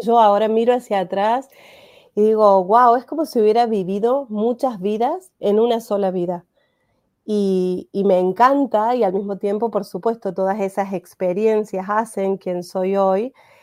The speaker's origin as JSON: {"language": "Spanish", "region": "Córdoba", "country": "Argentina", "said": "empiezo de cero a los 40 años en la Argentina, en Córdoba, que es de donde soy."}